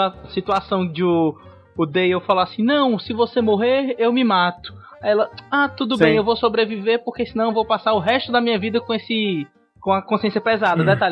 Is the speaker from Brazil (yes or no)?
yes; Ceará, Brazil; Primeiro eu vim aqui do Ceará mesmo, com cabeça chata.